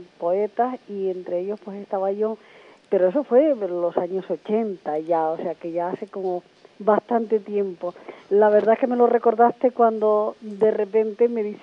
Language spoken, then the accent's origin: Spanish; Güímar, Canary Islands, Spain; also born or lived in La Gomera; now in Granadilla, Spain; yo nací en La Gomera, pero he vivido toda mi vida en el sur de Tenerife, primero en Güímar y ahora en Granadilla.